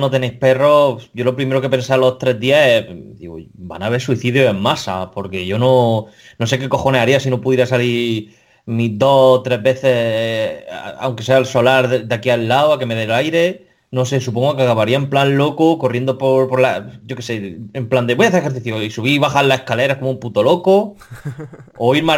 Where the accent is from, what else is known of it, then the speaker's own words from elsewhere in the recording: Region of Murcia, Spain; Y porque soy murciano, por supuesto.